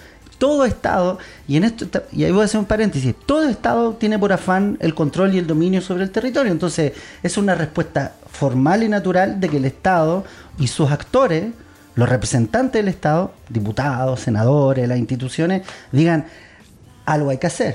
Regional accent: Chile; lo que éramos los, o somos los chilenos

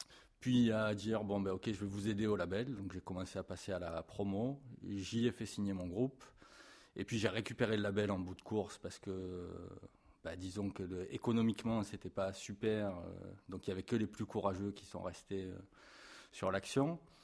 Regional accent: Marseille, Provence-Alpes-Côte d'Azur, France; born there; Alors, moi, je suis né à Marseille il y a 40 ans maintenant.

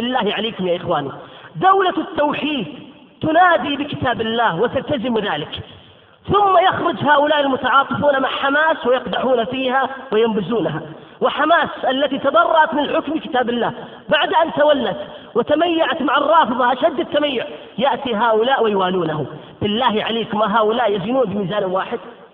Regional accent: Qatif, Eastern Province, Saudi Arabia; عندنا في القطيف وفي بلاد الشرقية

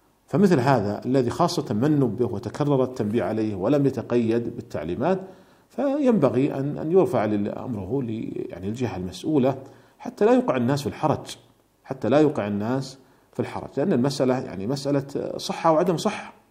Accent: Saudi Arabia; التي تمثل ولي الأمر هنا عندنا في المملكة العربية السعودية

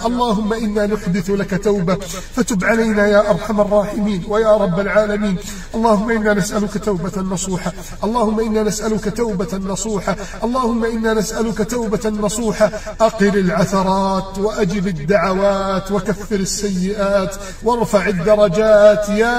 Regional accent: Egypt; اللهم من أراد بلدنا مصر بسوء فأشغله بنفسه

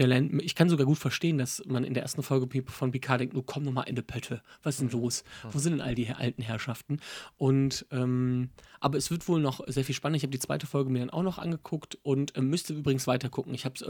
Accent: Wipperfürth, North Rhine-Westphalia, Germany; meine Heimatstadt Wipper führt, da ist ja wirklich, da gibt es keine Bahnstrecke mehr

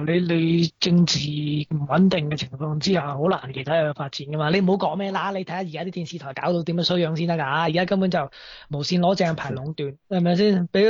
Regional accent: Hong Kong; now in Australia; 一開口佢就發現我係香港嚟啦

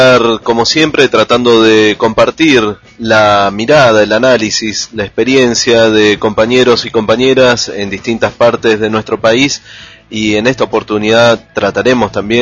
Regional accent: Argentina; nos atraviesa a nosotros también como argentinos latinoamericanos

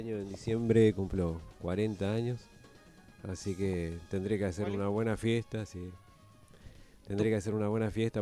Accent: San Miguel, Buenos Aires Province, Argentina; nací en Capital, en el Hospital de Clínicas San Martín. Nací en Capital y me crié viví hasta los 25 años en San Miguel.

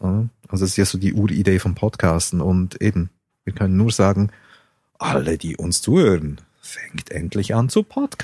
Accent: Switzerland; als Schweizer hat man immer den Eindruck

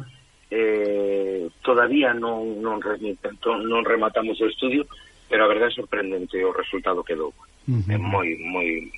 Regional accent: Portas, Galicia, Spain; Centro unha presentación ali, no meu pobo, precisamente.

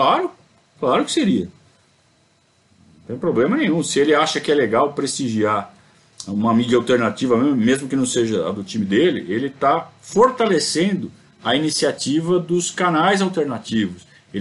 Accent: Sorocaba, São Paulo, Brazil; Eu sou de Sorocaba, sou sorocabano. Desde que eu era criança, né?

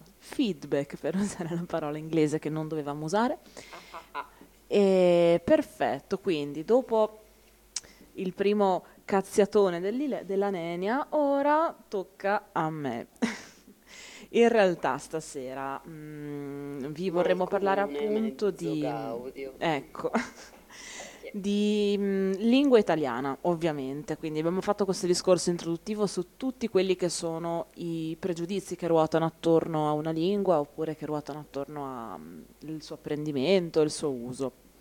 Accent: Emilia-Romagna, Italy; Posso confermare io da emiliana che il dialetto ferrarese è differente dal dialetto di Comacchio

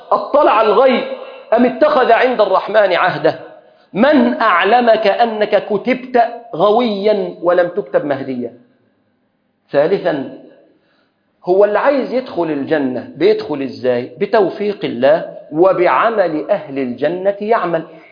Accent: Egypt; اللهم احفظ بلادنا مصر

